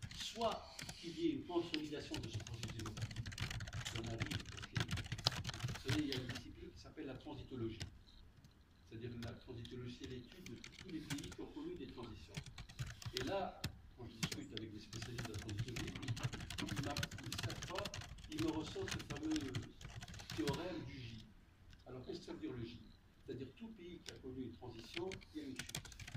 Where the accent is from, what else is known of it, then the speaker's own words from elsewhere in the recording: Tunisia; Mais chez nous, en Tunisie, quel est notre environnement?